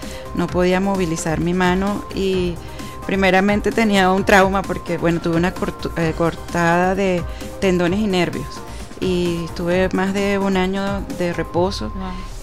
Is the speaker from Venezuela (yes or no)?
yes; Venezuela; Pero todos somos venezolanos.